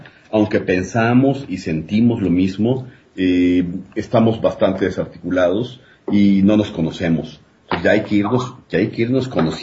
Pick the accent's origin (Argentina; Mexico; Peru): Mexico; principalmente somos mexicanos. Mexicanos que vivimos en todas partes de la República Mexicana